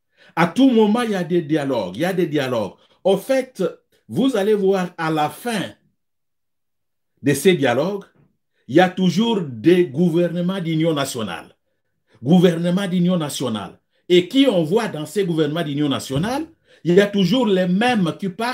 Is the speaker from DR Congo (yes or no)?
yes; DR Congo; que chez nous au Congo